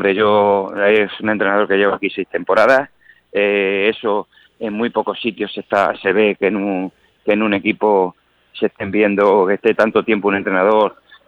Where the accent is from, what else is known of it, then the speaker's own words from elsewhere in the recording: Talavera de la Reina, Castilla-La Mancha, Spain; y queremos ver ganar a nuestro equipo, que para eso somos socios y somos gente de Talavera.